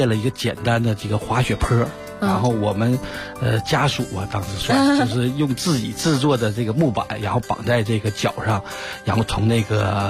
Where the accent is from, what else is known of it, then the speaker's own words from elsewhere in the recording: Northeast China, China; accent: Northeastern; 对对对对，哎对，因为东北嘛，就是由于气候原因嘛